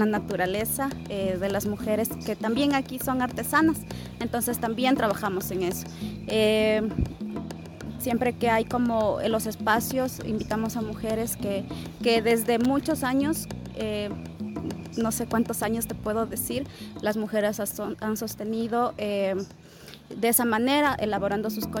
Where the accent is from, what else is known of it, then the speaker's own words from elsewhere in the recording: Unión Base, Pastaza, Ecuador; yo vengo de una comunidad. Entonces, hasta ahora estoy muy orgullosa de mis raíces, de mi tierra Unión Base, que como lo decía, es una tierra de gente valiente